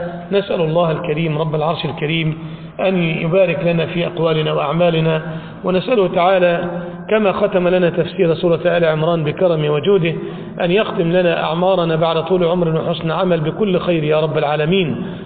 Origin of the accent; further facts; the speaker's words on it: Egypt; ذهب إلى الإسكندرية عندنا في مصر